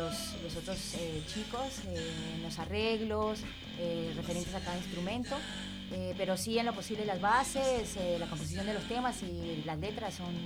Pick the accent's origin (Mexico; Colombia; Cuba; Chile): Colombia; moved away as an adult; now in Argentina; Yo soy colombiana, me vine viajando, tuve un recorrido por Ecuador, por Perú, estuve en Bolivia